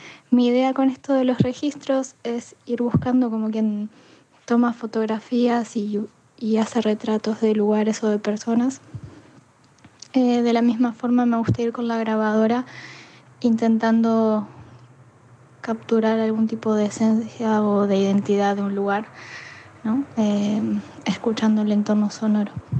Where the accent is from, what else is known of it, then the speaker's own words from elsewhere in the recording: Montevideo, Uruguay; now in Bilbao, Spain; Soy uruguaya de Montevideo. Les mando este mensaje desde Bilbao, que es donde estoy viviendo ahora.